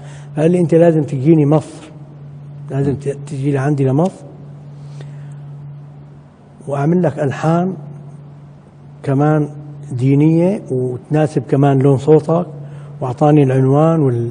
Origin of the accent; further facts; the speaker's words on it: Damascus, Damascus Governorate, Syria; أنا أحد المنشدين من الشام، من دمشق